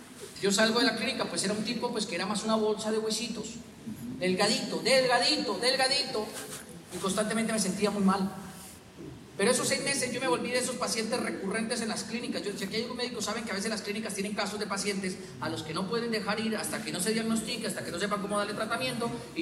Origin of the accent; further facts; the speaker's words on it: Boyacá, Colombia; yo soy boyacense, pero mi mamá es cupiteña. Entonces yo crecí en una casa donde todo lo que mi mamá dice suena regaño.